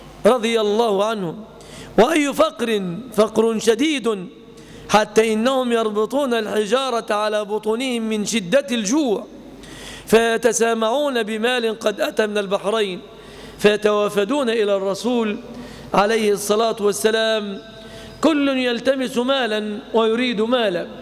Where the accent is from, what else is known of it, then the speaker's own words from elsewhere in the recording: Egypt; نعيش في بلادنا مصر زمانا طويلا آمنين مطمئنين،